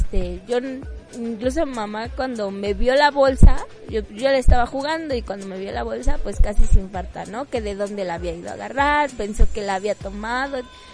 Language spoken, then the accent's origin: Spanish; Mexico City, Mexico; yo nací aquí en La Merced, no, soy nacida de La Merced